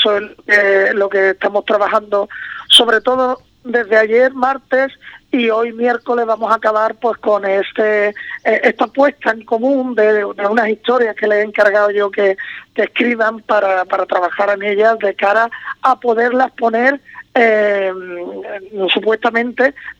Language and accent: Spanish; Cádiz, Andalusia, Spain; now in Madrid, Spain; Yo siempre digo que si yo soy de Cádiz, pero llevo muchos años fuera, ¿no? Viviendo en Madrid.